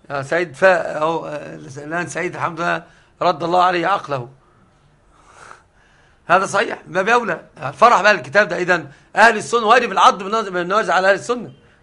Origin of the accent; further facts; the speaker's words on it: Egypt; لكن عندنا في مصر أنا مش مشهور عندنا الضم